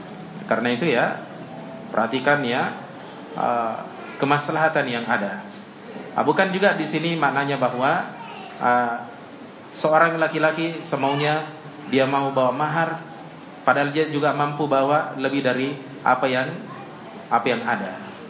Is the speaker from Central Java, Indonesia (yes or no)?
no; Tanrutedo, South Sulawesi, Indonesia; Seperti di kampung saya di Sidrap ya, kampung saya namanya Tanrutedo.